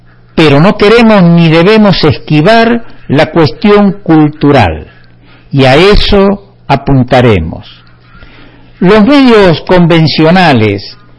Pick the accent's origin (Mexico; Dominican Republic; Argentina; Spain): Argentina; Somos conscientes los argentinos que en las competencias debiera ganar el mejor y no esperar ver perder al peor.